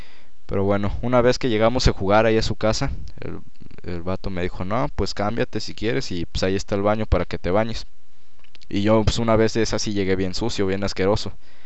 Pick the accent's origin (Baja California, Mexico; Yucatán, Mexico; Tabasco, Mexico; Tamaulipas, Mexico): Tamaulipas, Mexico; Tampico; now in Monterrey, Mexico; Lo mío empezó porque yo llegué a Monterrey de Tampico. De Tampico y ahí estuve viviendo 2 meses en Monterrey con mi mamá.